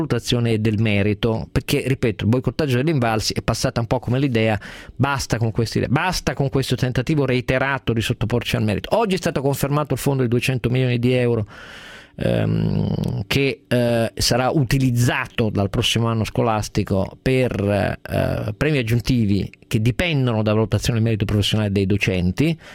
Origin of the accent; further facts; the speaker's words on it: Turin, Piedmont, Italy; io da torinese ovviamente inizio ogni mattina di lì a leggere i giornali